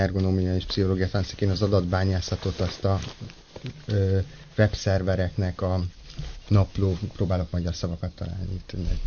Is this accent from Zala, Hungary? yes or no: no; Pécs, Baranya, Hungary; Pécsről származom, úgyhogy...